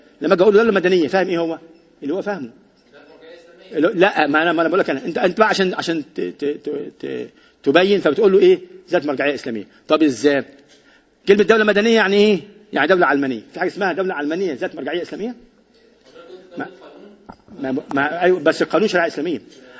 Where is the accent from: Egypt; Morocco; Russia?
Egypt; وعندنا في مصر إنه بنطبق الليبرالية القومية الموجودة دلوقتي